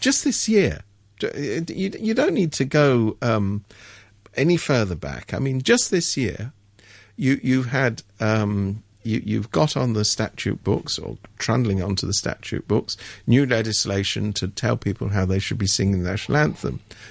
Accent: England, United Kingdom; I'm from England.

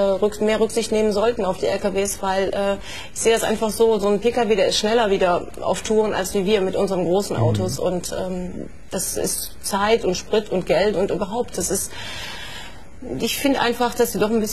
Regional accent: Niederkrüchten, North Rhine-Westphalia, Germany; Ich komme aus Niederkrüchten.

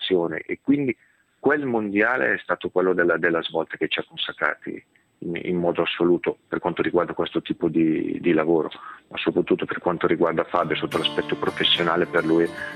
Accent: Rome, Lazio, Italy; Io sono molto romano, lui è molto milanese

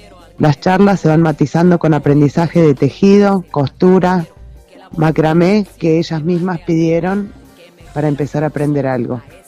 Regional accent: Santa María de Punilla, Córdoba, Argentina; de Santa María de Punilla, Córdoba.

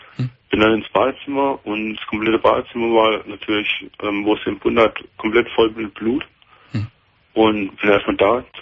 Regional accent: Freiburg, Baden-Württemberg, Germany; Aus Freiburg, aus Baden-Württemberg.

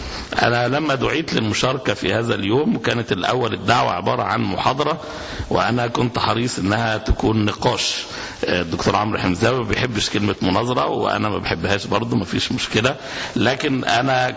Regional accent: Egypt; عندنا في مصر في ممارسات

